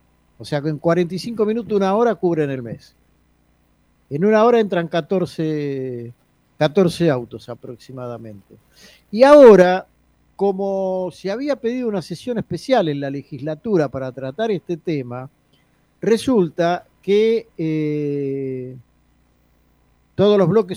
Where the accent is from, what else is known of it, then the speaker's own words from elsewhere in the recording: Buenos Aires, Argentina; todos los que somos de la Ciudad de Buenos Aires